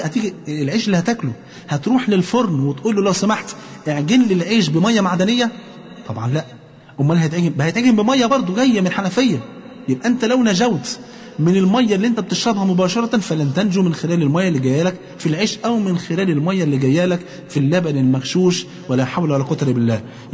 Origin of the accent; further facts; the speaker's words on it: Egypt; ونسأل الله عز وجل أن يحفظ بلادنا مصر وكل بلاد